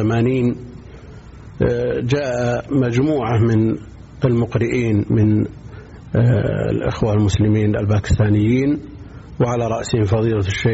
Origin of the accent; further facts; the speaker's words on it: Buraydah, Al-Qassim, Saudi Arabia; born there; من مواليد بريدة سنة 74 و300 وألف.